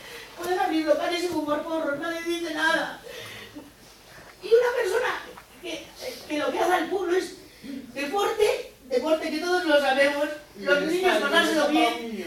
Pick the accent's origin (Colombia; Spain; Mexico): Spain; Laredo, Cantabria; Quizás es la primera vez en mi pueblo que me siento querida